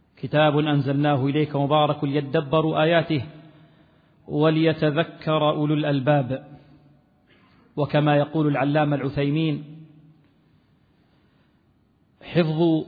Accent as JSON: {"language": "Arabic", "country": "Libya", "said": "وهي الرواية المشهورة في بلدنا ليبيا"}